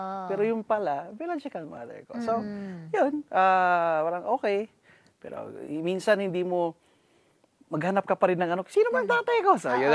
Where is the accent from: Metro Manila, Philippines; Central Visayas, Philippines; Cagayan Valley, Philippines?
Central Visayas, Philippines; accent: Bisayan; Growing up in Bohol, nung pagkabata, medyo mahirap din ng konti kasi kitang-kita naman sa itsura ko na kakaiba, di ba?